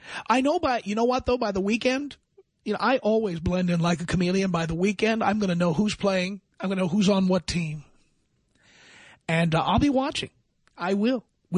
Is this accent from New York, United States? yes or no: yes; New York City, New York, United States; And I'm speaking from the point of view of being an American. And London to me, I grew up in New York City.